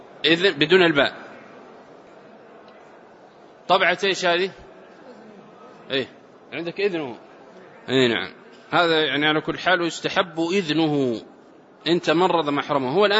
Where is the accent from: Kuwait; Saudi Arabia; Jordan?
Saudi Arabia; والعرف عندنا في السعودية المسكن الواحد والشقة بمرافقها